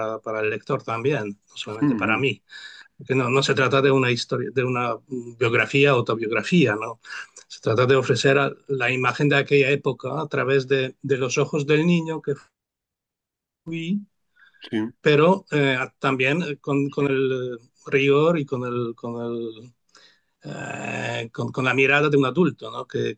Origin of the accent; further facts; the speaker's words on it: Poland; Spanish is a second language; mi infancia y en aquellos tiempos y de comunismo, de socialismo en Polonia, ¿no? Y lo que viví en mi ciudad natal